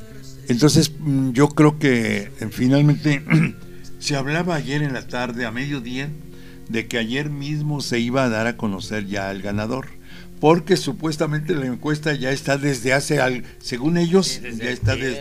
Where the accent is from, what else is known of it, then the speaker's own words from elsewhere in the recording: Puebla, Mexico; somos los poblanos. Es los millones de electores que vivimos en Puebla